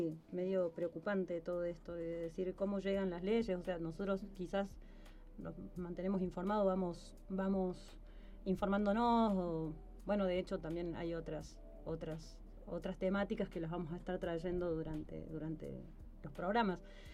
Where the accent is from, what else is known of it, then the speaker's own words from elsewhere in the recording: Argentina; Lo que tenemos nosotros como argentinas